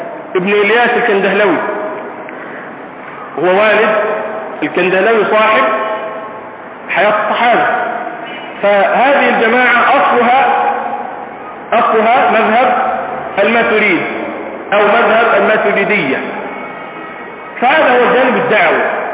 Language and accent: Arabic; Egypt; عندنا في مصر